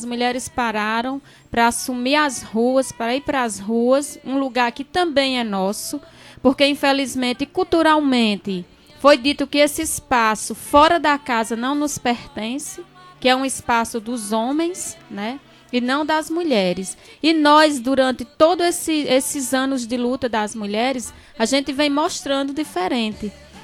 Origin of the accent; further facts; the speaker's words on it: Ceará, Brazil; E a gente, enquanto cearense, a gente se orgulha muito, né?